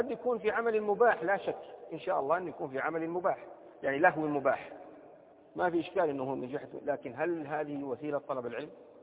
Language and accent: Arabic; Saudi Arabia; مثل في لهجة العامة عندنا في السعودية